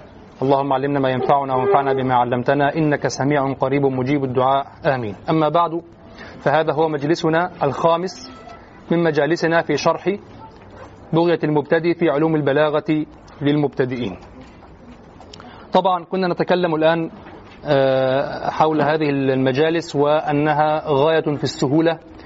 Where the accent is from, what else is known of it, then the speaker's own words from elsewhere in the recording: Egypt; عندنا في مصر بدعة الدرس الأسبوعي